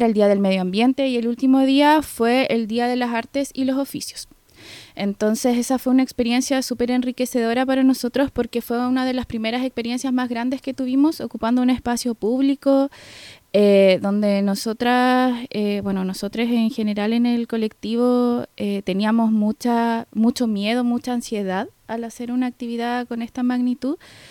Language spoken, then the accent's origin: Spanish; Osorno, Los Lagos, Chile; yo vengo de Osorno, del Chauracahuín